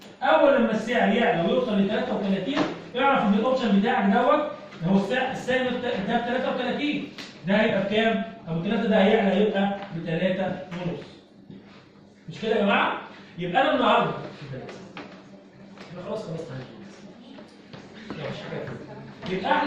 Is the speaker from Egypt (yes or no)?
yes; Egypt; اللي موجود عندنا في مصر حاليا